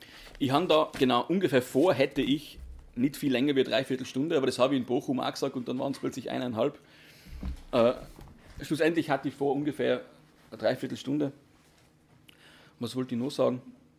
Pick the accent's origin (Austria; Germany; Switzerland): Austria; Tyrol; Wie gesagt, ich bin aus Österreich, aus Tirol.